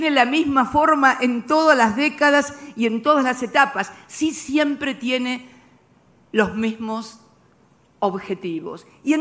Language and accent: Spanish; Argentina; En mi país, en la República Argentina, también se había impuesto el neoliberalismo